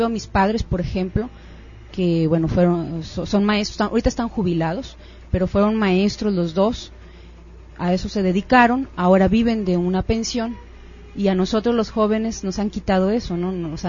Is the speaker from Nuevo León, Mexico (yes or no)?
yes; Monterrey, Nuevo León, Mexico; yo nací aquí en Monterrey. Nací y toda mi vida he vivido en la colonia del fraccionamiento Buenos Aires.